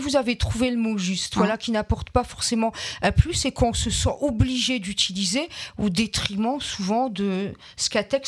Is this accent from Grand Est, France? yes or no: yes; Grand Est, France; je viens de Moselle, mon papa était ouvrier oui. à Florange